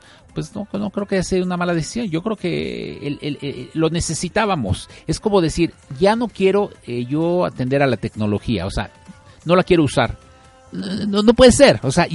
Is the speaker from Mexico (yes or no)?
yes; Mexico; nos estamos enfrentando a un nuevo reto como mexicanos.